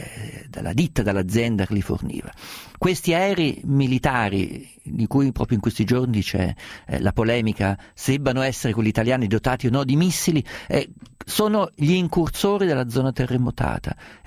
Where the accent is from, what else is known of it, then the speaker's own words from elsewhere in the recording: Umbria, Italy; essendo umbro e essendo naturalizzato per momenti vacanzieri abruzzese